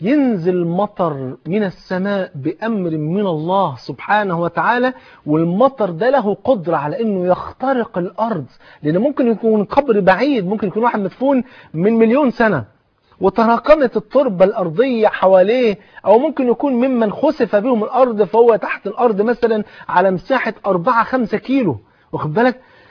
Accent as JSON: {"language": "Arabic", "country": "Egypt"}